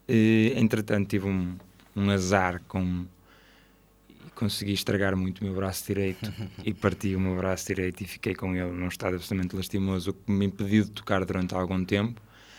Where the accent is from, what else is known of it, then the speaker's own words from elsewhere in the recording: Santo Tirso, Porto, Portugal; E eu cresci em Santo Tirso, que, para quem conhece, não é provavelmente o sítio mais agradável para se crescer